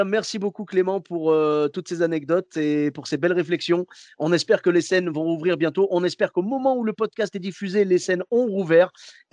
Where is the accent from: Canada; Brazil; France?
France; Clermont-Ferrand, Auvergne-Rhône-Alpes; Moi, je suis de Clermont-Ferrand à la base.